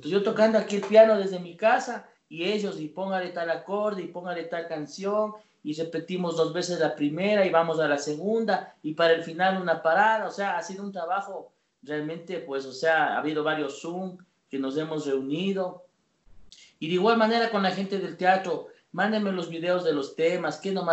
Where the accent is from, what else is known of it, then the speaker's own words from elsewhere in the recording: Ecuador; porque así es mi pueblo ecuatoriano